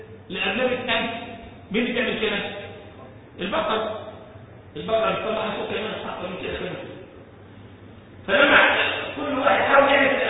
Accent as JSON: {"language": "Arabic", "country": "Egypt", "said": "أنا مرة شفت واحد عندنا في مصر"}